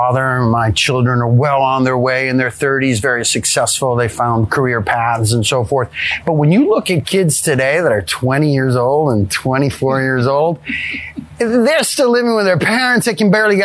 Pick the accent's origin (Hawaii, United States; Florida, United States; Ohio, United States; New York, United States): Florida, United States; Miami; So I don't consider ourselves, you know, of real Cuban heritage, but I grew up in Miami and my parents were born and grew up in Cuba until Mr. Castro showed up. And so I consider myself Cuban as hell. Yeah, I'm so Cuban.